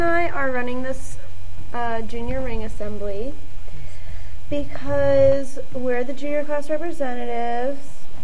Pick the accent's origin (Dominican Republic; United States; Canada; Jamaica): Canada; Thank God I'm Canadian, guys.